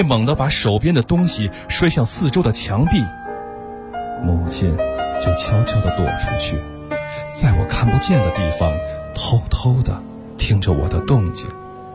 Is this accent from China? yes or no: yes; Beijing, China; 我来自北京。